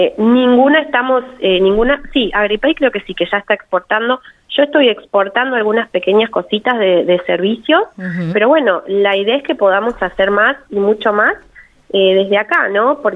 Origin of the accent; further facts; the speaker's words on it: Argentina; a mí me llenó de esperanza también como argentina